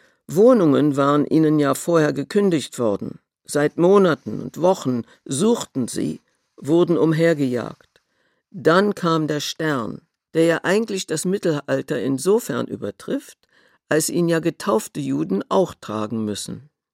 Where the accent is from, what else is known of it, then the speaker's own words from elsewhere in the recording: Berlin, Germany; born there; Ich bin 1932 in Berlin geboren. Meine Eltern sind 1928 aus Polen nach Berlin gekommen. Sie waren osteuropäische Juden.